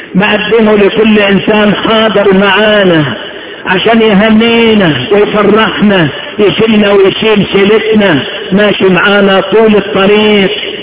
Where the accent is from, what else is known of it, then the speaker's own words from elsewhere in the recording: Upper Egypt, Egypt; زمان كان الراجل لما يعمل نسيج خصوصا عندنا في الصعيد